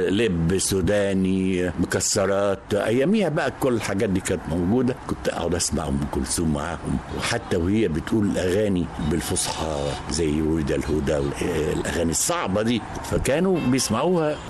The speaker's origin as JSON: {"language": "Arabic", "town": "El Mahalla El Kubra", "region": "Gharbia", "country": "Egypt", "tie": "born there", "said": "أنا اتولدت في مدينة المحلة الكبرى وكنت أكبر إخواتي."}